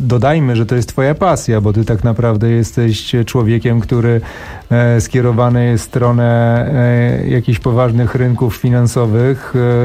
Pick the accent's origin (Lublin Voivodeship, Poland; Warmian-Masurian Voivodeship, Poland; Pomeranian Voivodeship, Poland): Pomeranian Voivodeship, Poland; Sopot; bo jestem z Sopotu